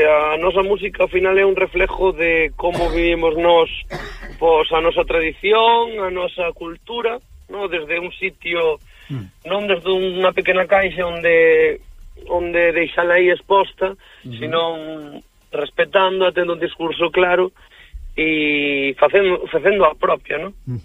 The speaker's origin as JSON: {"language": "Galician", "region": "Galicia", "country": "Spain", "said": "en Lorient fomos seleccionados como representación galega para levar a nosa música ali"}